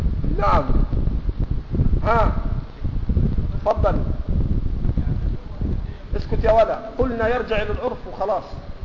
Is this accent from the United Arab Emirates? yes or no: no; Egypt; accent: Egyptian; ما تاخذه المراه في لهجتنا المصريه اللي احنا بنسميها الشبكه،